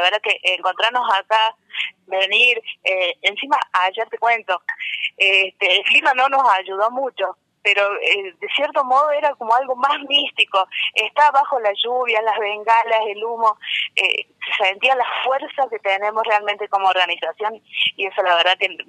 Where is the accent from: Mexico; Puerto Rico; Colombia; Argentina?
Argentina; Córdoba; venimos del norte de Córdoba, de un pueblito pequeño, de 5.000 habitantes aproximadamente. Sebastián Elcano